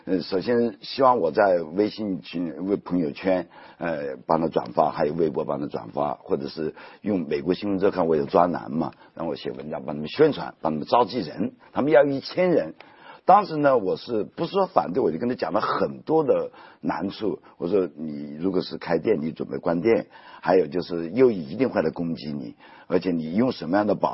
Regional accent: Japan; 因为我是日本人，对吧？

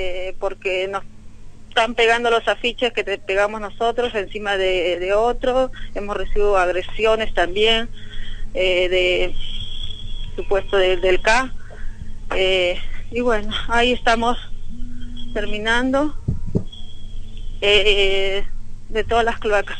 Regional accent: Peru; la mayoría somos peruanos, es 28 de julio, nuestra patria, Día de la Independencia

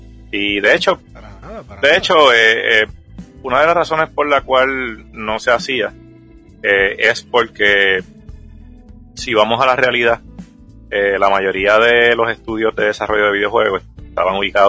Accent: Guaynabo, Puerto Rico; now in San Lorenzo, Puerto Rico; Yo siempre he vivido, ¿verdad?, nativo de Puerto Rico. Saben que siempre he estado en la isla. Básicamente ahora mismo yo soy criado de Guaynabo, pero actualmente pues resido en San Lorenzo. Y pues, es donde me he quedado finalmente viviendo.

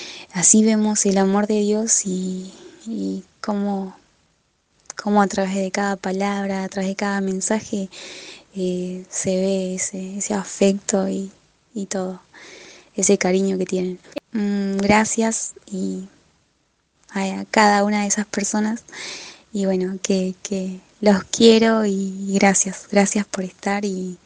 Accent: Argentina; now in Peru; Ahora estudiando somos 3 argentinos.

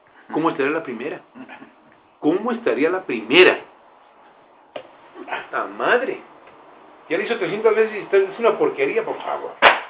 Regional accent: Mexico; como mexicanos tenemos esa estigma.

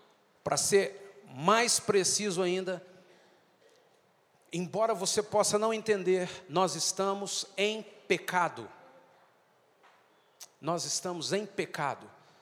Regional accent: Brazil; Nós, como brasileiros, nós temos uma cultura que foi semeada desde os primeiros colonizadores do Brasil

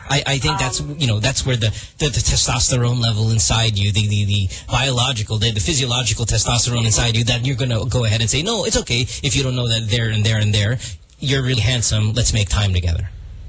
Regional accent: Philippines; English is a second language; Even though it's not our first language, and even though it shouldn't be the case because we are Filipino first before anything, let's be realistic.

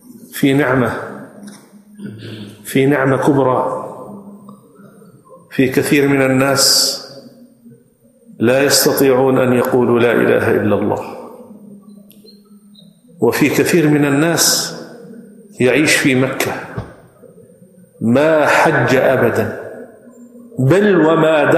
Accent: Jordan; وأنا من الأردن

